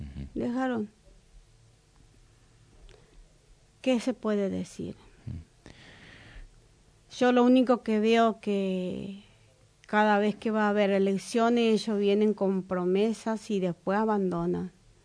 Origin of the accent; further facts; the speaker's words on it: Paraguay; mire señora, no discriminen, yo soy paraguaya